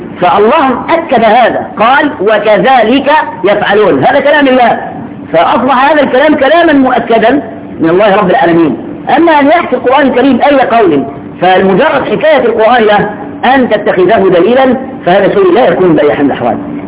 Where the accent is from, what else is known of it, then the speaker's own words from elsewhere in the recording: Shubra, Cairo Governorate, Egypt; وعندنا في شبرا كنا زمان